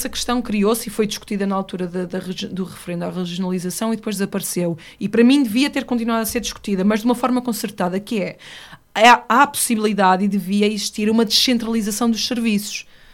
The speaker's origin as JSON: {"language": "Portuguese", "town": "Oliveira das Meias", "region": "Norte", "country": "Portugal", "said": "Eu sou de Oliveira das Meias, que por acaso é no Norte, mas eu não sou uma mulher do Norte"}